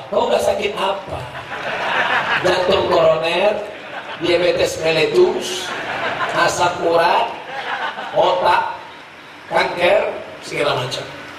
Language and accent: Indonesian; Mecca, Makkah Province, Saudi Arabia; saya ini lahir di Makkah, besar di Makkah.